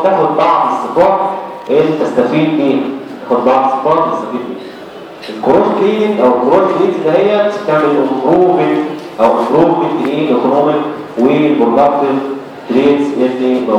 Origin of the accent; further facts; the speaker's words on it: Egypt; الاعلانات الموجوده عندنا في مصر سلالتين اثنين